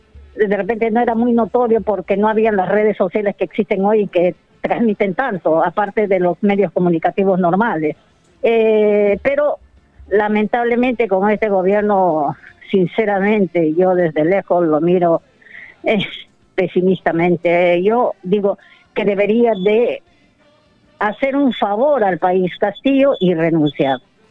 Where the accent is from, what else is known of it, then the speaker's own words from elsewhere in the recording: Peru; las dificultades o las problemáticas que teníamos como peruanos en el extranjero